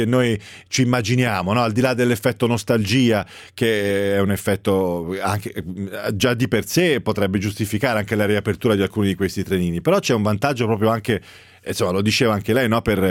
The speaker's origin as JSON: {"language": "Italian", "town": "Pisa", "region": "Tuscany", "country": "Italy", "tie": "born there", "said": "Io sono nato a Pisa, una città vicina al mare"}